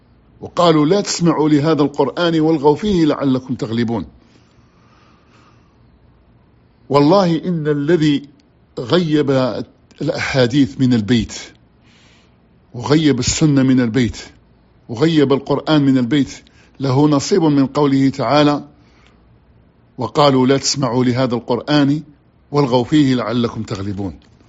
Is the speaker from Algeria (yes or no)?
yes; Algeria; خطأ عندنا في الجزائر يقولوا